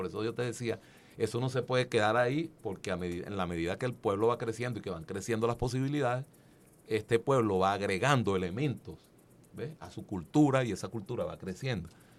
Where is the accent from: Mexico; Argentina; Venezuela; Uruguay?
Venezuela; Cata, Aragua; born there; muy cercano al pueblo donde yo nací, en Cata